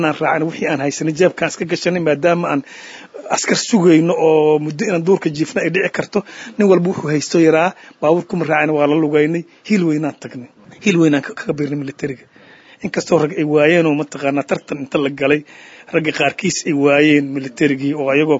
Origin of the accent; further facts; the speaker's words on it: Hiran, Somalia; born there; aniga waxaan ku dhashay Hiiraa